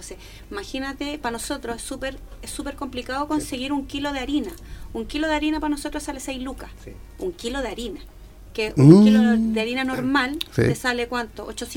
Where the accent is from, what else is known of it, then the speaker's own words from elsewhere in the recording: Chile; Nosotros como chilenos estamos enfermos